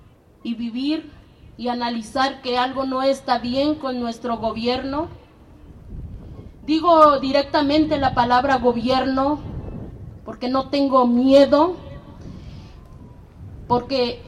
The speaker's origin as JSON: {"language": "Spanish", "town": "Tepeaca", "region": "Puebla", "country": "Mexico", "said": "vengo de la ciudad de Puebla y represento a la Asamblea Popular de Familias Migrantes."}